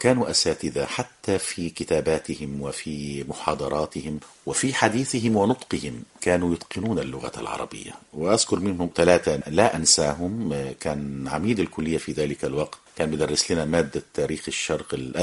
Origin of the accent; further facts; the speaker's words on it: Aswan Governorate, Egypt; احنا قريتنا كانت قريبة من قرية الكوم الأحمر اللي هي قامت على أطلال مدينة نخن المصرية القديمة التي كانت عاصمة لمملكة الجنوب